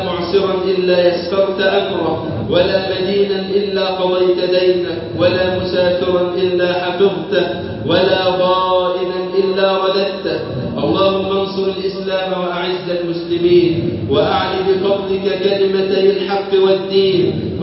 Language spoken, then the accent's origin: Arabic; Egypt; اللهم اجعل بلدنا مصر أمن الأمان وسائر بلاد